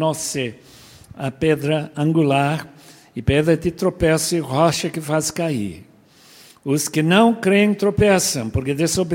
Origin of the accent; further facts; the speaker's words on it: Bolivia; Minha história é boliviana. Eu nasci na Bolívia em 1929. Pais americanos que foram para lá no ano 23 do século passado